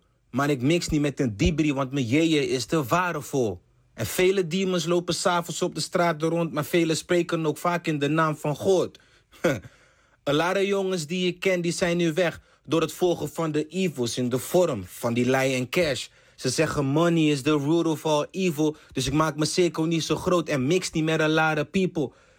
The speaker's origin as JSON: {"language": "Dutch", "town": "Rotterdam", "region": "South Holland", "country": "Netherlands", "tie": "born there", "said": "ik ben geboren in Rotterdam."}